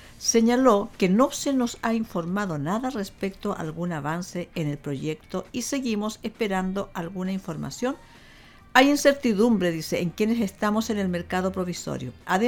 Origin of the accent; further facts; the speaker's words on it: Concepción, Biobío, Chile; todos nosotros que somos de aquí de Concepción